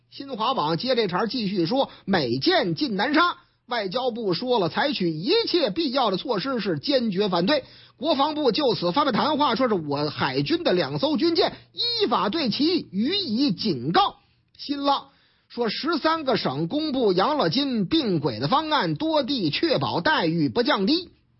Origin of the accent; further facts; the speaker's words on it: Shanghai, China; 虽然说我老家上海嘛